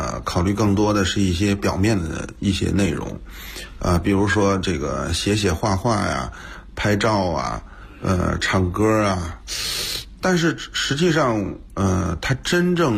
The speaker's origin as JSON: {"language": "Chinese", "region": "Beijing", "country": "China", "tie": "born or raised there", "said": "也是一个一直在北京土生土长的这个踢球长大的这么一个北京人，后来做教练。"}